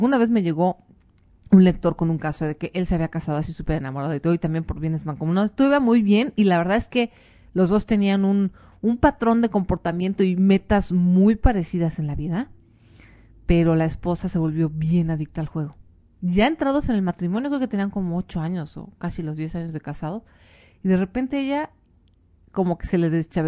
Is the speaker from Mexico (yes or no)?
yes; Mexico; no lo dejen todo como el mexicano, ahí a la última hora, ¿no? Somos famosos por eso